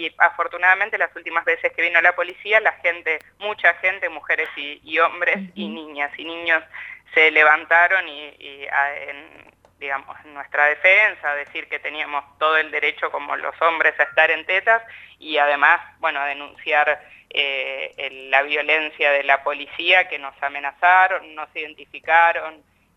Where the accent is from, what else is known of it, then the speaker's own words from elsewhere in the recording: Necochea, Buenos Aires Province, Argentina; en Necochea, que es la ciudad de donde yo soy.